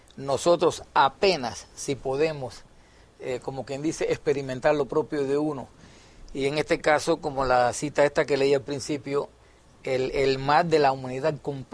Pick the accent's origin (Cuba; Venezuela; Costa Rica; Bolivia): Cuba; Allá en mi país, en Cuba, en aquel entonces